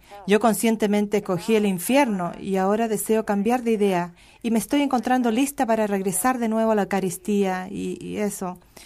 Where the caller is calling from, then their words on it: Michigan, United States; Michigan.